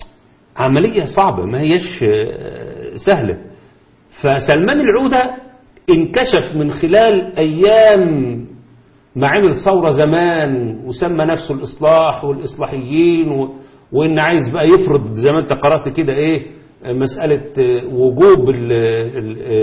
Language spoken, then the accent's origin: Arabic; Egypt; أو حتى عندنا في مصر